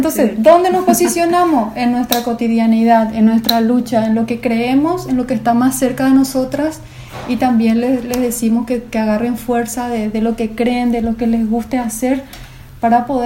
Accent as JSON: {"language": "Spanish", "town": "Berriozar", "region": "Navarre", "country": "Spain", "tie": "born or raised there", "said": "Amo Berriozar, mi vida, mi pueblo del corazón."}